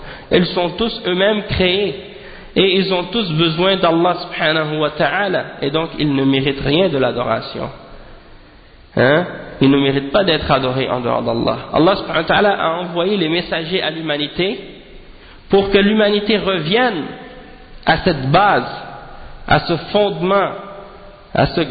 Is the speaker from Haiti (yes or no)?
yes; Haiti; chez nous en Haïti, on a des gens qui s'appellent